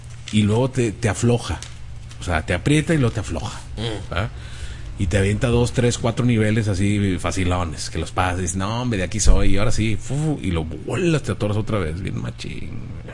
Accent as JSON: {"language": "Spanish", "town": "Anaheim", "region": "California", "country": "United States", "said": "De Anaheim. Soy de Anaheim."}